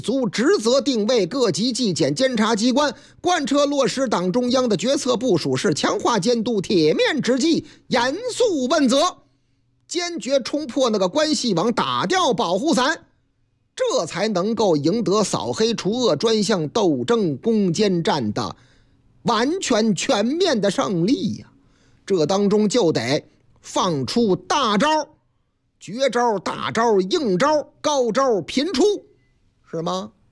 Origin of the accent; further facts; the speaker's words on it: Shanghai, China; 不是，那是在咱们上海啊，我老家上海